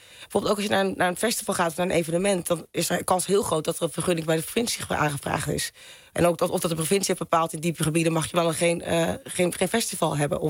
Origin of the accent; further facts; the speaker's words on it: North Holland, Netherlands; Ja, ik ben ook een Noord-Hollander.